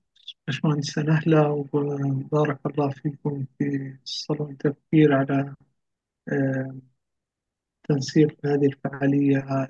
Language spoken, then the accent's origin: Arabic; Palestine; يعني انا فلسطيني